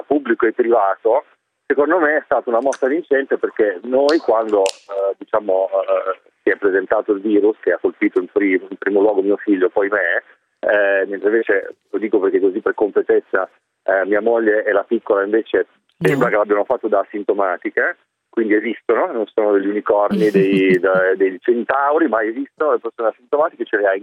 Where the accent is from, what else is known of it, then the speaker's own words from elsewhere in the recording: Milan, Lombardy, Italy; now in Russia; io da milanese, quindi in questi mesi in contatto con amici a Milano